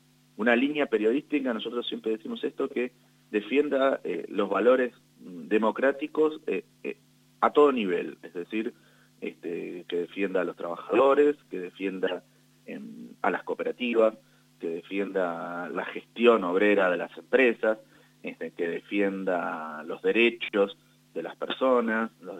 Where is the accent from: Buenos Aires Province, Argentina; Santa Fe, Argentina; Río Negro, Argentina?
Santa Fe, Argentina; Nosotros somos de Santa Fe, así que cubrimos fundamentalmente todo lo que sucede en la zona, en nuestra ciudad y en la zona del litoral